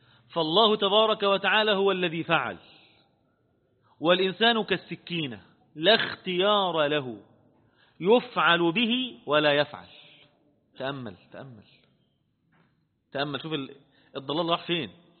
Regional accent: Egypt; احنا كمصريين بفضل الله عز وجل

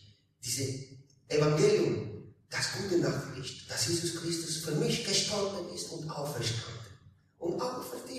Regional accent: Italy; now in Hildesheim, Germany; ich komme aus Italien, ich und meine Familie, wir sind aus Italien gekommen, aber nicht jetzt, wir wohnen jetzt in Hildesheim.

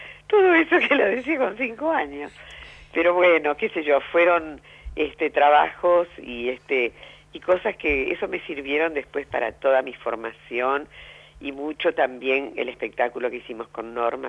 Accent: Santa Fe, Argentina; yo soy de Santa Fe, uh-huh. de la ciudad de Santa Fe, y mi papá era un hombre en Santa Fe, un hombre de la cultura y demás

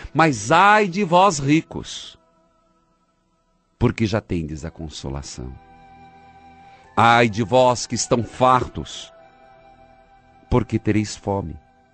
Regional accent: Paraíso do Norte, Paraná, Brazil; Um abraço a todo o povo de São Carlos do Ivaí, perto da minha cidade natal, Paraíso do Norte.

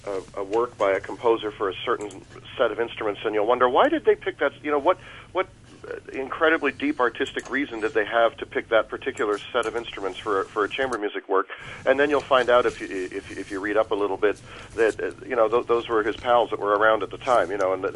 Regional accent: Canada; now in Houston, United States; So I'm a Canadian living in Houston.

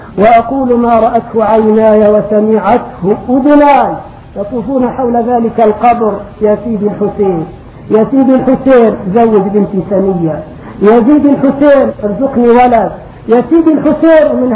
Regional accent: Egypt; وكم في بلادي مصر من صالحين

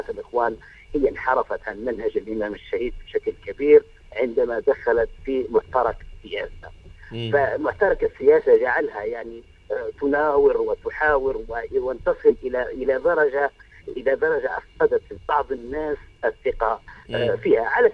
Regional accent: Libya; هذا الكلام طبعا ينطبق على الجماعة عندنا في ليبيا وينطبق حتى على الجماعة في مصر.

